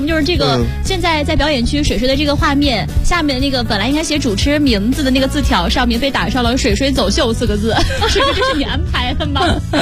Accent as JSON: {"language": "Chinese", "town": "Zaozhuang", "region": "Shandong", "country": "China", "tie": "born or raised there", "lives_now": "Beijing, China", "said": "不是，我在枣庄。它不临海。就完全没有露天的游泳池。"}